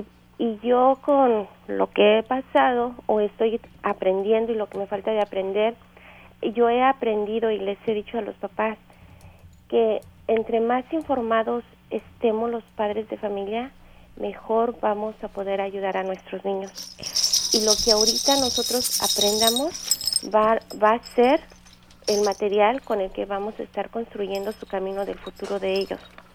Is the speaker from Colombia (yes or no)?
yes; Colombia; yo soy de Colombia y en mi país todo el concepto de deshabilidad es muy diferente